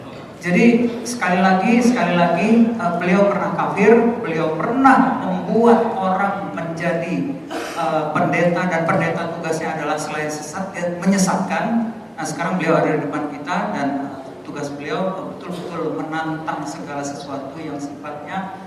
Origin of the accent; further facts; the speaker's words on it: Padang, West Sumatra, Indonesia; Sesudah Idul Fitri ke Padang. Itu kampung halaman saya.